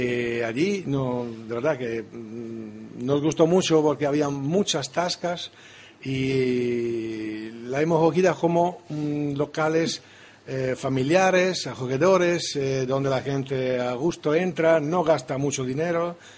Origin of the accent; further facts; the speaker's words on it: Trento, Trentino-Alto Adige, Italy; Spanish is a second language; Mi ciudad natal es Trento. Trento, la ciudad del Consiglio.